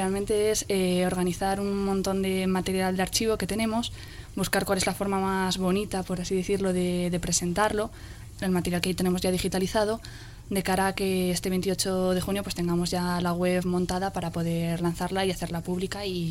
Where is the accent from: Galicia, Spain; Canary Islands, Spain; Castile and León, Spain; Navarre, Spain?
Navarre, Spain; Pamplona; Yo soy de Iruña y en Iruña participo en la plataforma 28J